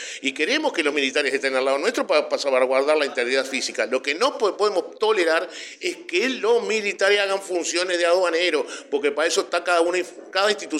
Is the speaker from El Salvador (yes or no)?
no; Uruguay; que eso nos desvela a todos los que tenemos conciencia como uruguayos nos desvela